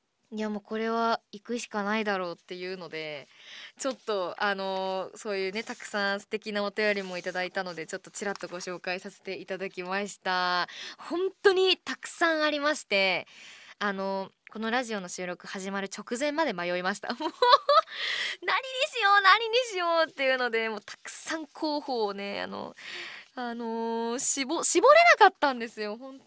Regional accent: Miyagi, Japan; 私の地元は宮城県なんですけれども

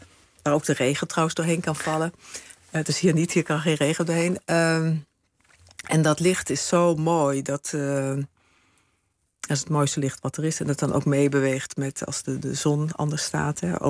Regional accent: Limburg, Netherlands; ja, ik kom uit Zuid-Limburg en daar ben ik geboren.

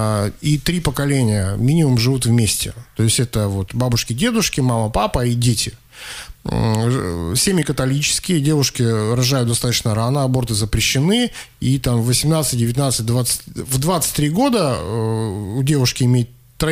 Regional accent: Russia; он когда узнал, что мы из России, он остановил нас

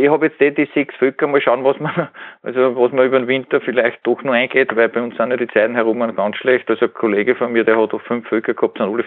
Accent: Upper Austria, Austria; sonst hat es ja bei uns in Oberösterreich über +1 Grad

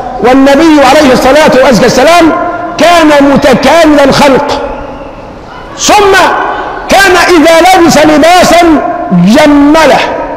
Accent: Egypt; عندنا كمصريين بنقول حي على الصلاه

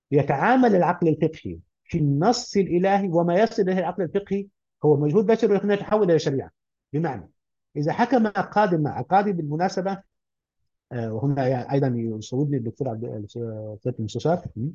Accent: Upper Egypt, Egypt; انا رجل من الصعيد واعي تركيبه البيئه الصعيديه

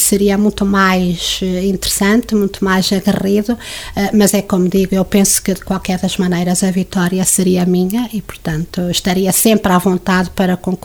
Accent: Coimbra, Centro, Portugal; now in Lagares, Portugal; Aliás, eu já sou mais de Lagares do que de Coimbra, que é a minha terra natal.

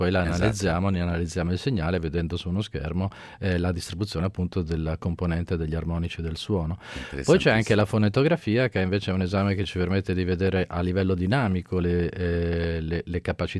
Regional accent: Ravenna, Emilia-Romagna, Italy; also born or lived in Pisa; Io sono di Ravenna, sono nato a Pisa ma vivo a Ravenna da ormai 30 anni.

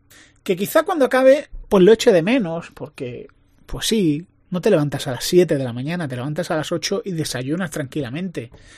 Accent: Spain; Soy español, soy mediterráneo.

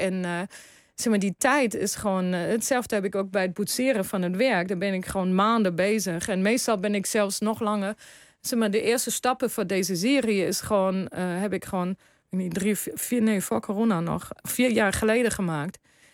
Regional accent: Germany; now in Netherlands; In 92 naar Nederland gekomen.

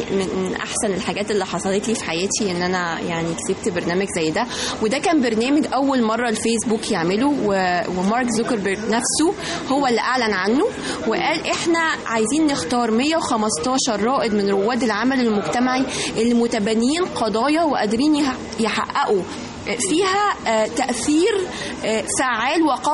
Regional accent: Egypt; كنت انا الفائزة من مصر ممثلة للمجموعة بتاعتي واللي بتتبنى قضية الام المعيلة في مصر

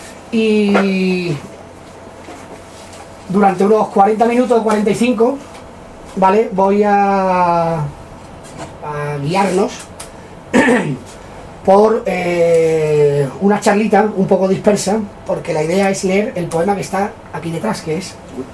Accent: Seville, Andalusia, Spain; como somos muy sevillanos y muy, muy barrocos

